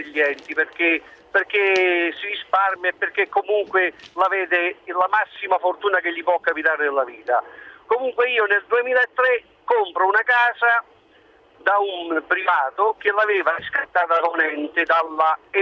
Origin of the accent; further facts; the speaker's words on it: Lazio, Italy; now in Rome, Italy; io vengo trasferito per lavoro a Roma, vengo dalla provincia del Lazio, e ho problemi abitativi.